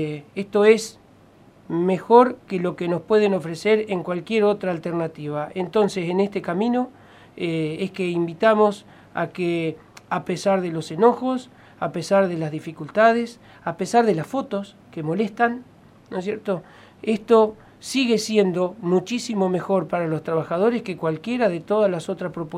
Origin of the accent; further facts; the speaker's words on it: Argentina; Somos Argentina, con las dificultades que Argentina tiene.